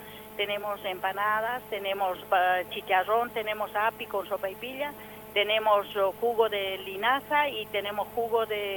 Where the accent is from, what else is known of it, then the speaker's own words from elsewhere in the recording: Oruro, Bolivia; now in Mendoza, Argentina; soy procedente de Oruro, Bolivia.